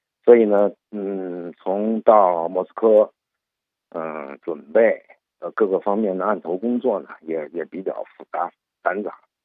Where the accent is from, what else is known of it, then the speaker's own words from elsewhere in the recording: Beijing, China; 我们国人，我们北京人呢，真正感受奥林匹克运动和精神的话呢，也就是从2001年开始。